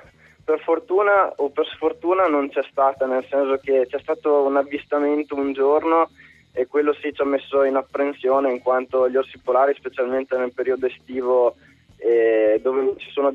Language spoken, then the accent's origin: Italian; Rovereto, Trentino-Alto Adige, Italy; Io sono di Rovereto Trento, studio Ferrara